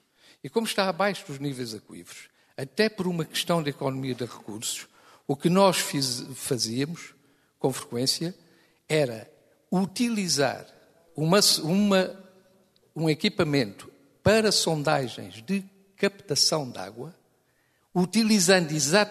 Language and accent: Portuguese; Portugal; Meu caro amigo, eu sou português tanto como o senhor.